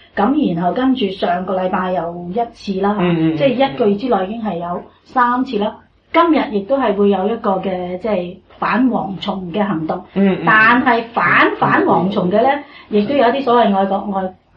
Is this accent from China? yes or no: no; Australia; 我哋澳洲人咧都系觉得好苦恼嘅